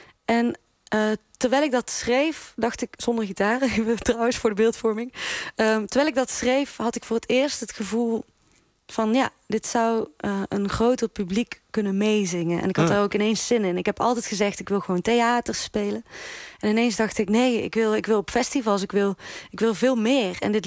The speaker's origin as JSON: {"language": "Dutch", "country": "Netherlands", "accent": "soft G", "said": "En ik heb besloten om die zachte G echt te bewaken. Dus die zachte G, die blijft."}